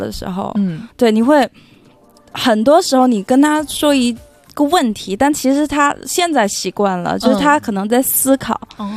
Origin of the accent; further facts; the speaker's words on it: Guangdong, China; 对，广东潮汕人。